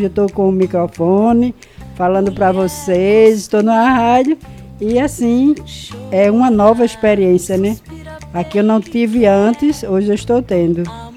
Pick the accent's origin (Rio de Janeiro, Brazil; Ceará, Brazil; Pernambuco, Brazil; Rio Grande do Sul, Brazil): Pernambuco, Brazil; Nazaré da Mata; que eu vim de Nazaré da Mata